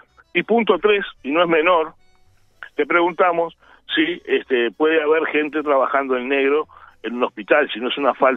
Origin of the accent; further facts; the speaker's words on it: San Carlos, Maldonado, Uruguay; born there; yo en estos momentos estoy sentado en San Carlos. Uh-huh. Estoy en San Carlos. Yo sí, nací en San Carlos. Uh-huh. Nací en San Carlos cuando la situación era al revés.